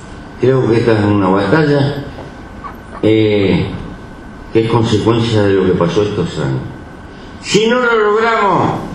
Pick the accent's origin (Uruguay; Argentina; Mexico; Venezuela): Uruguay; Yo soy un uruguayo raro.